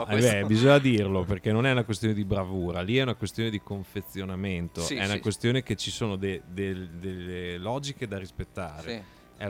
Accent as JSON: {"language": "Italian", "town": "Bologna", "region": "Emilia-Romagna", "country": "Italy", "said": "sei capito che siamo di Bologna, vero?"}